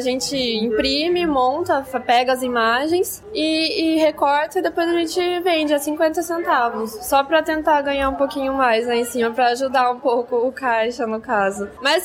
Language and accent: Portuguese; Piracicaba, São Paulo, Brazil; a gente é de Piracicaba, em setembro agora vai ter o PAF, então como a gente já é de Piracicaba, a gente simplesmente vai